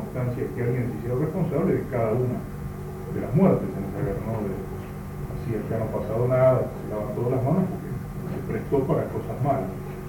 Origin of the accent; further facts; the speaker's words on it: Argentina; Bien nos valga la experiencia histórico-política nuestra como argentinos de los últimos 6 años.